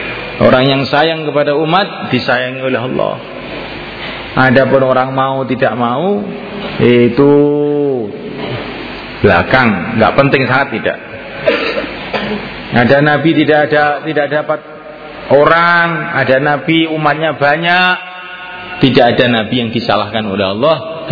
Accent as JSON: {"language": "Indonesian", "region": "Java", "country": "Indonesia", "said": "Kita Jawa tidak boleh begitu."}